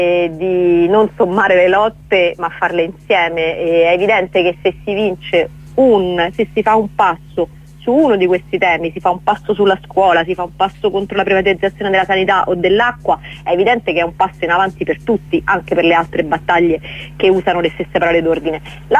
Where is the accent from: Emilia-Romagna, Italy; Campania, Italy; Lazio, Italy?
Lazio, Italy; Rome; parlo da romana e nella città di Roma